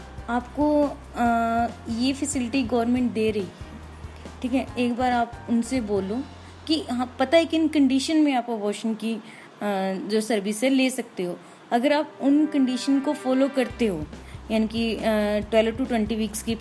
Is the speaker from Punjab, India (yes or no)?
yes; Nangal, Punjab, India; पंजाब से।